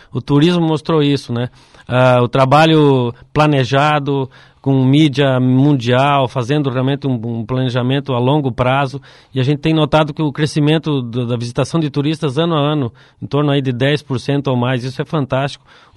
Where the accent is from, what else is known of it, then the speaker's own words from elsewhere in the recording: Cascavel, Paraná, Brazil; Como eu vim de Cascavel, a formação nossa não tinha conhecimento desse tipo de negócio.